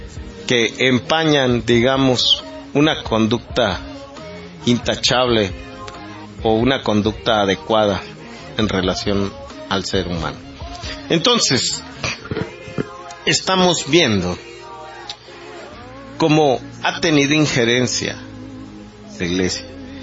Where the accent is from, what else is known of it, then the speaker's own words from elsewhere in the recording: Mexico; nos dejarían sin personalidad jurídica como ciudadanos mexicanos